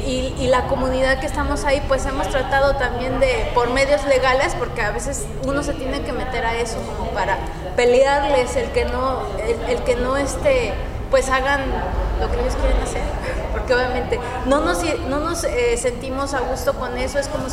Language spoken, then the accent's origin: Spanish; State of Mexico, Mexico; aun cuando yo vengo del Estado de México y que podríamos llamarlo como una zona metropolitana o megalópolis